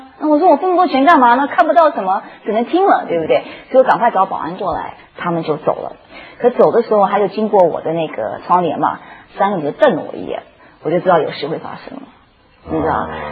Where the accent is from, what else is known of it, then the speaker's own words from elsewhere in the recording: New York, United States; 因为你知道我是从纽约长大的。